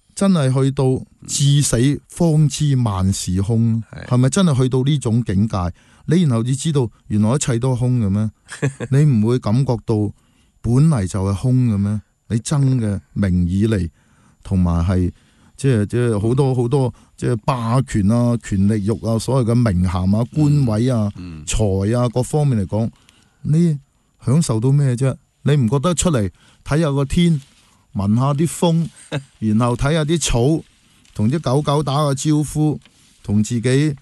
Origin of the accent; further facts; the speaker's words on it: Hong Kong; 他沒有的就是我們香港人的信念